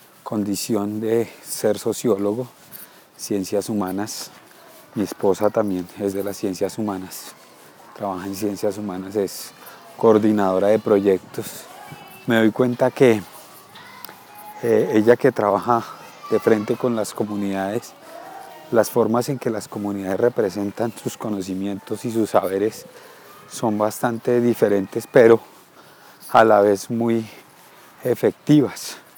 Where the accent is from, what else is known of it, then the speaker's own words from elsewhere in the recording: Bogotá, Colombia; Soy bogotano, la capital de Colombia